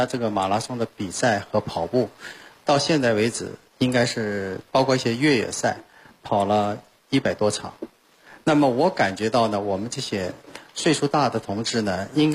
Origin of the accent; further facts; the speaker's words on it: China; 我每次去跑到国外的时候我都带着一面国旗，到终点的时候呢或者在路上的时候都告诉大家我是中国人